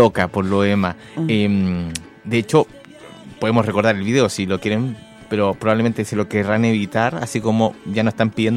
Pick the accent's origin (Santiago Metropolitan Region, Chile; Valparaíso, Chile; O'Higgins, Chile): Santiago Metropolitan Region, Chile; Maipú; Yo me crié en Maipú. Me crié en los límites de Maipú, donde uno iba precisamente a la parte de los poteros a jugar.